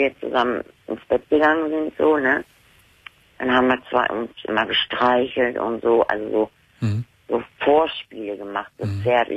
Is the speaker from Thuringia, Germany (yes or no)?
no; Lower Saxony, Germany; born there; Da bin ich dann aber nicht mehr in Niedersachsen, da bin ich dann hier nach Nordrhein. Ich bin ja in Niedersachsen auch geboren.